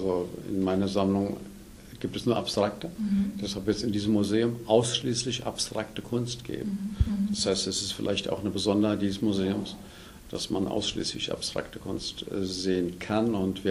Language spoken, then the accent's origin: German; Eppstein, Hesse, Germany; also born or lived in Westerwald; Ich komme hier aus der Nähe, aus dem Westerwald eigentlich, aus der Nähe von Weilburg. Bin groß geworden hier in Eppstein im Taunus